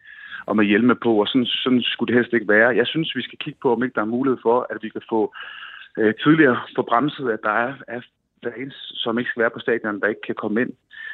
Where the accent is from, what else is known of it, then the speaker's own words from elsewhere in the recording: Svendborg, Region of Southern Denmark, Denmark; Jeg er fra Svendborg.